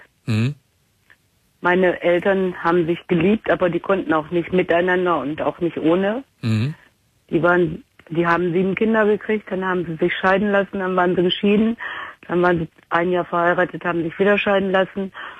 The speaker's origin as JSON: {"language": "German", "region": "North Rhine-Westphalia", "country": "Germany", "said": "im Ruhrgebiet, wo ich herkomme"}